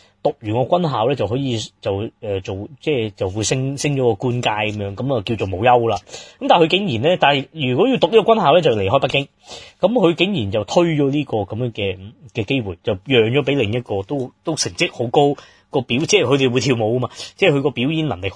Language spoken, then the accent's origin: Cantonese; Hong Kong; 咁當然我哋香港人會覺得好匪夷所思啊